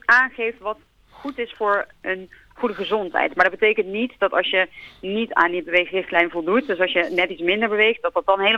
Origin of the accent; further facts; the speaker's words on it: Netherlands; altijd, wij als Nederlanders zitten heel veel.